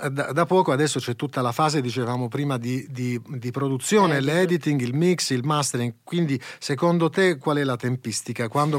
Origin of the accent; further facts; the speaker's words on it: Apulia, Italy; poi siamo pugliesi